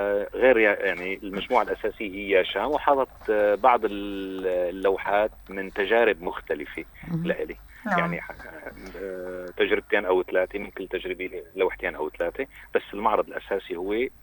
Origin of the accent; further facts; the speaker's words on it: Damascus, Damascus Governorate, Syria; also born or lived in Safita; أنا من لما كان عمري 10 سنوات أنا مقيم في دمشق. يعني طلعت من الشام لما تخرجت مهندس.